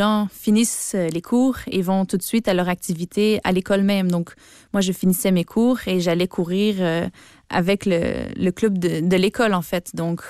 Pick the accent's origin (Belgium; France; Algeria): Belgium; now in Canada; Je me sens quand même de plus en plus québécoise. Quand je suis au Québec avec mes amis, on n'entend pas que je suis belge. Je change complètement d'accent.